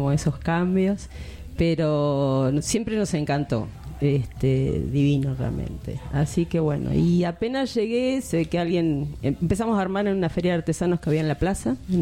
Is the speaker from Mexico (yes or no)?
no; Buenos Aires, Argentina; now in Necochea, Argentina; originariamente somos de Buenos Aires, pero estamos viviendo cerca de Necochea, que nos morimos de frío mal.